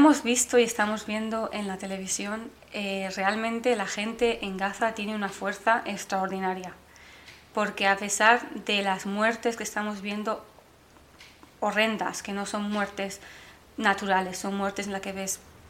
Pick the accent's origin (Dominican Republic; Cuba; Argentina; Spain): Spain; now in London, United Kingdom; soy española palestina, resido entre Londres y Santander